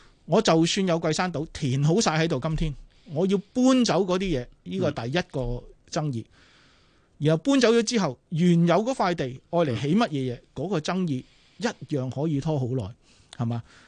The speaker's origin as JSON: {"language": "Cantonese", "country": "Hong Kong", "said": "我觉得作为香港人"}